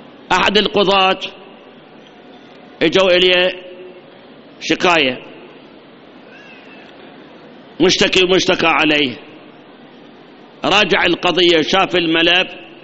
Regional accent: Iraq; هاي مصيبة عندنا بالعراق، مصيبة

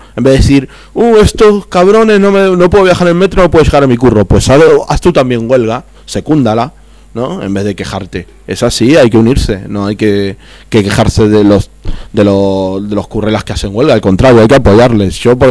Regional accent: Argentina; now in Spain; yo ya lo he vivido, porque yo vengo de Argentina, o sea que estas crisis son continuadas. O sea, en Argentina es una crisis permanente.

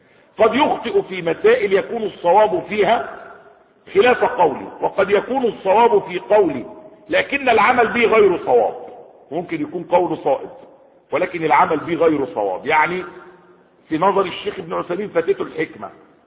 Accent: Egypt; يعني في بلده مش عندنا في مصر

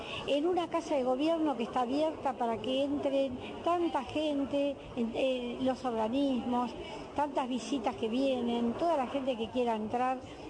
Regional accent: Argentina; Como argentina me da vergüenza

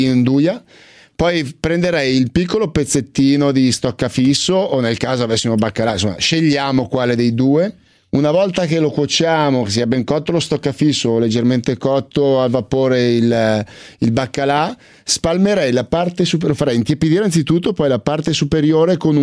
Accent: Milan, Lombardy, Italy; da buon milanese mi sono avvicinato piano piano

